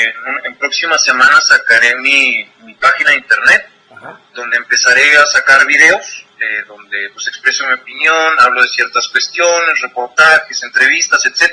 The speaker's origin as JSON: {"language": "Spanish", "region": "Chihuahua", "country": "Mexico", "lives_now": "Mexico City, Mexico", "said": "yo soy de Chihuahua, yo vivo en el DF"}